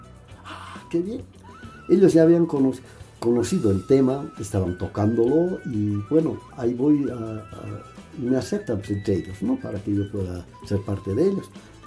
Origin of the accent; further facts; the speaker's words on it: Bolivia; Yo como boliviano consciente y querendón de la patria